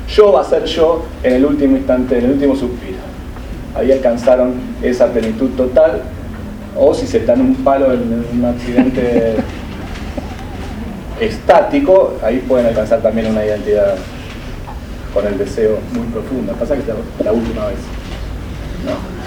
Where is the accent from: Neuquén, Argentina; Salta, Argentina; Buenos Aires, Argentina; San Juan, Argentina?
Buenos Aires, Argentina; Soy argentino, ¿qué más? Soy porteño, ¿qué más?